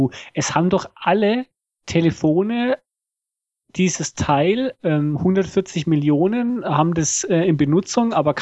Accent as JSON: {"language": "German", "country": "Germany", "moved": "yes", "lives_now": "Switzerland", "said": "ich bin ja Deutscher, der in der Schweiz wohnt und ich darf ja nicht wählen."}